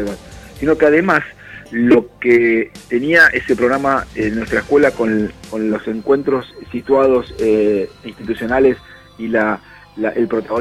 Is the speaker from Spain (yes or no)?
no; Argentina; por la historia que tenemos como argentinos, recién hace 10 años que es obligatorio para los chicos de la secundaria estar en la secundaria.